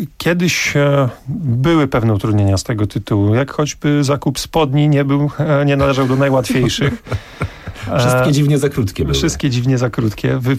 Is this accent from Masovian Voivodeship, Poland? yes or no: no; Olsztyn, Warmian-Masurian Voivodeship, Poland; Ja pochodzę z Olsztyna, więc miasto o bardzo bogatych tradycjach siatkarskich.